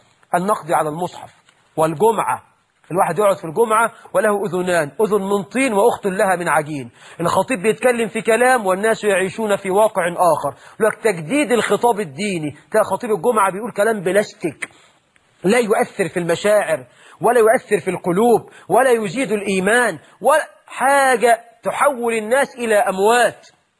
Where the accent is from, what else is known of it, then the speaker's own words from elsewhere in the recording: Egypt; اللهم جنب بلدنا مصر كل الفتن ما ظهر منها وما بطن